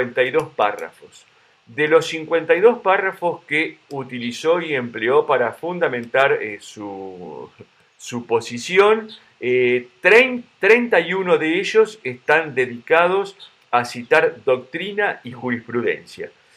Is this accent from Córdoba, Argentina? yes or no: no; Río Negro, Argentina; Yo vengo de Río Negro, vos lo sabés